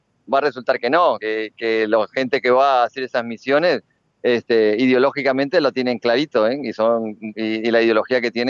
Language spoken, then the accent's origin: Spanish; Uruguay; como uruguayos nos vamos a sentir cercanos